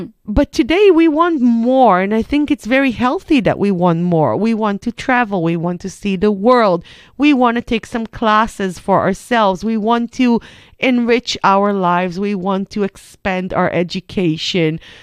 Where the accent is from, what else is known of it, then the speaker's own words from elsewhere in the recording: Israel; English is a second language; I grew up in Israel, but we're of about the same generation.